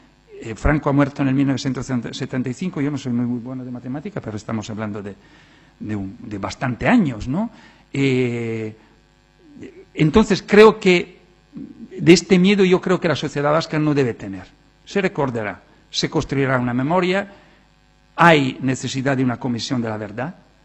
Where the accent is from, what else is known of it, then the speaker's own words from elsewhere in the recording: Italy; Spanish is a second language; En mi país, Italia, que ha sido un país que ha tenido los partisanos